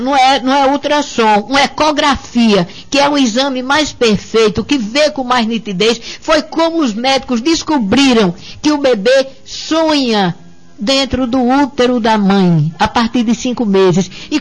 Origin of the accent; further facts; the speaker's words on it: Patos, Paraíba, Brazil; Eu sou de Patos e meu marido é de Pombal.